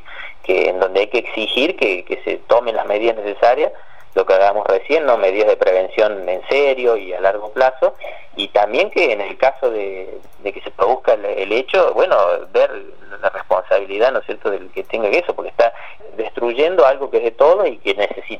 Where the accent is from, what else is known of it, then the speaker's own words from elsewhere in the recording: Córdoba, Argentina; yo soy de Punilla y ya lo he vivido de chico a eso, ¿no? De ver esa corona de fuego sobre la sierra, porque yo vivía ahí en la falda, cerca de pegadito a la sierra